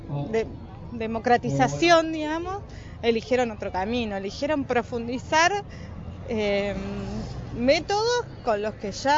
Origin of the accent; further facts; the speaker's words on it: Argentina; Nosotros, como argentinos, tuvimos una oportunidad de terminar con ella